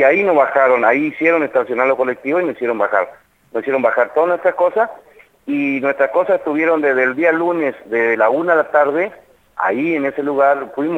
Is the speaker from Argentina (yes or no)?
yes; Argentina; somos negros, o sea, tal vez tenemos olor, pero somos argentinos y somos ciudadanos